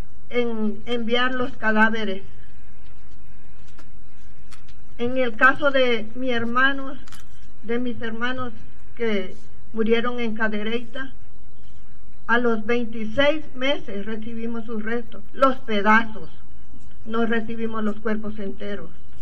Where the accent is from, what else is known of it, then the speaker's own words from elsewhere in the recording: Honduras; vengo de Honduras a exigir justicia